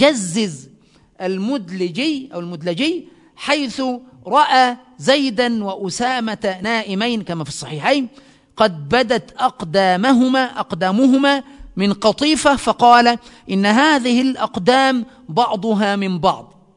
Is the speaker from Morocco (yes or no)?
no; Egypt; عندنا في مصر تسمى السحلية